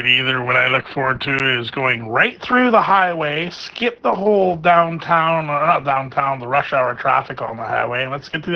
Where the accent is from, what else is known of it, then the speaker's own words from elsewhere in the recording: Toronto, Ontario, Canada; I grew up in Rexdale, Toronto, Kipling and Albion, and I moved out here, like that's where I grew up. I was born in Hanover. I moved back here when I was 24. I'll never move back. I'm 43 now.